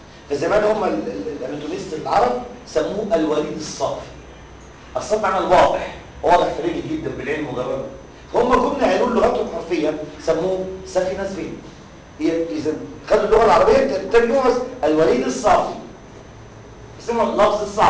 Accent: Egypt; احنا عندنا في مصر

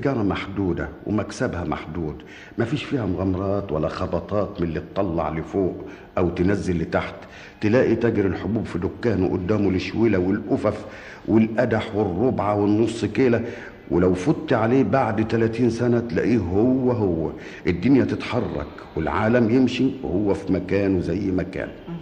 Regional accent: Damietta, Damietta Governorate, Egypt; born there; أنا ولدت في دمياط في 22/12 سنة 1908.

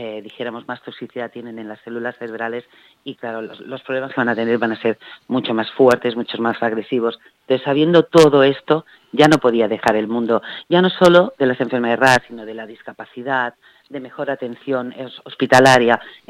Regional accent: Terrassa, Catalonia, Spain; nosotros somos de Tarrasa, provincia de Barcelona

